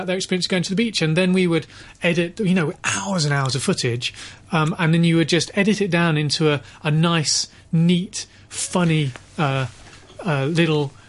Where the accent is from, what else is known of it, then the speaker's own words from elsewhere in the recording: Bristol, South West England, United Kingdom; Is my hometown, and Gromit's hometown for the studio.